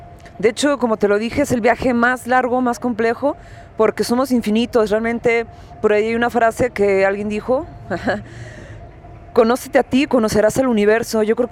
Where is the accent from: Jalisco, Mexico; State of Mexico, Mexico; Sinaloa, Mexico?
Jalisco, Mexico; Guadalajara; Pues bueno, yo vengo de la ciudad de Guadalajara, soy más viajera que nada.